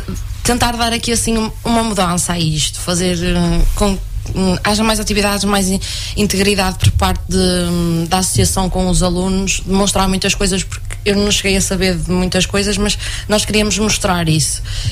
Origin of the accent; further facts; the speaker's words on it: Paços de Ferreira, Porto, Portugal; now in Oliveira do Hospital, Portugal; Venho de Passos de Ferreira, não é assim tão longe daqui quanto isso, portanto também não... Pronto, e tenho 22 anos, quase a fazer os 23, e estou aqui em Oliveira do Hospital.